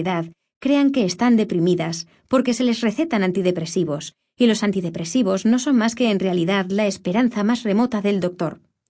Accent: United Kingdom; el gobierno del Reino Unido, de donde soy, como habrá podido comprobar por mi acento

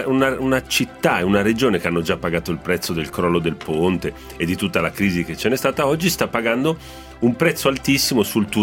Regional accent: Genoa, Liguria, Italy; sono genovese perché mugugno. Il genovese mugugna.

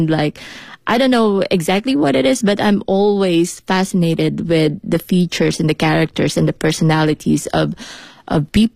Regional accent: Philippines; now in Beijing, China; I'm an artist from the Philippines. And yes, I'm here in Beijing to promote my my show. But actually, I've been living here for like 4 years now.

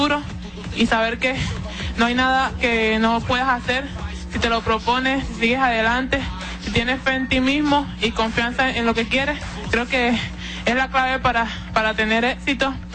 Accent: Venezuela; moved away; desde que salí de Venezuela para un mejor porvenir, para mejorar

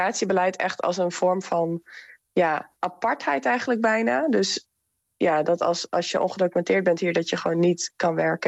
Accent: Netherlands; En wij zijn dan als Nederlanders natuurlijk geboren in een van de rijkste landen ter wereld.

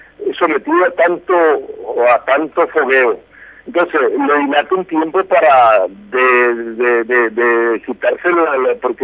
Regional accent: Nicaragua; el deseo como centroamericano y nicaragüense de querer ganar ese título mundial

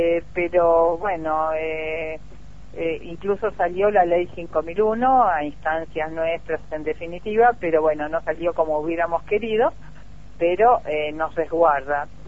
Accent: Argentina; es alevoso lo permisivos que somos los argentinos, ¿no?

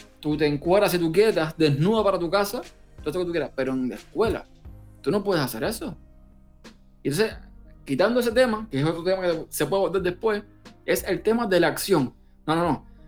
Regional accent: Cuba; moved away as an adult; de Cuba, que era donde yo nací, que fue donde viví por 29 años

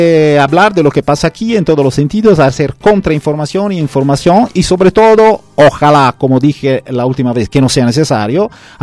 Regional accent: Italy; Spanish is a second language; Por lo que puedo decir yo como italiano y como europeo

